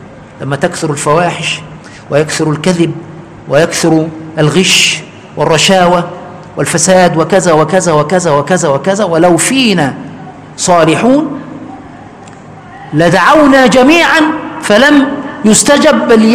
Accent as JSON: {"language": "Arabic", "country": "Egypt", "said": "عندنا كمصريين"}